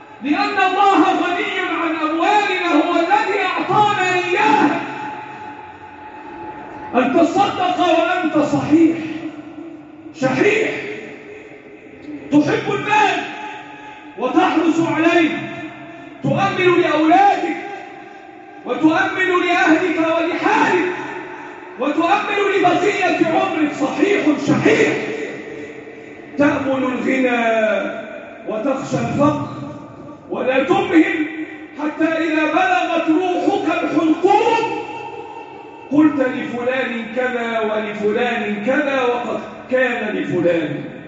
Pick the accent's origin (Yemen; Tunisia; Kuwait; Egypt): Egypt; اللهم احفظ بلدنا مصر وسائر بلاد